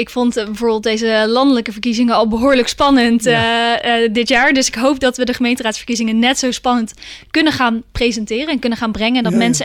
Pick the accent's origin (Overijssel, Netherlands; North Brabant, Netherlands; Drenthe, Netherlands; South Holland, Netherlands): South Holland, Netherlands; Rotterdam; Ik ben geboren en getogen Rotterdammer.